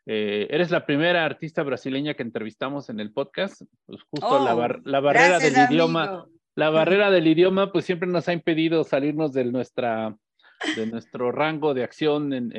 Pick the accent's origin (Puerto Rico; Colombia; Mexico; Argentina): Mexico; esta tercera raíz que nos compone como mexicanos